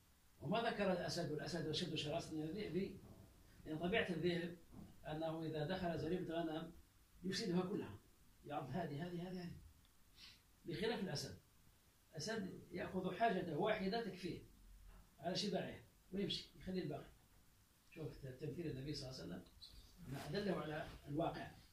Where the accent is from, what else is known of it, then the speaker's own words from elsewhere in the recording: Algeria; وقال عندنا في الجزائر